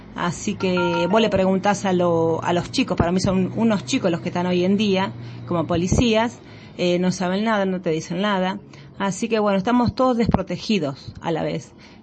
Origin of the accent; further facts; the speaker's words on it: Cañuelas, Buenos Aires Province, Argentina; born there; yo soy nacida acá en Cañuelas, como mi socia también